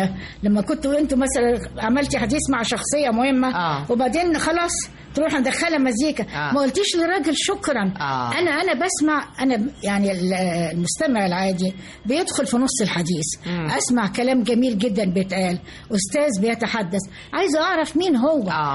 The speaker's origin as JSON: {"language": "Arabic", "town": "Port Said", "region": "Port Said Governorate", "country": "Egypt", "said": "أنا جاي من بورسعيد ولا أعرف شيء عن القاهرة"}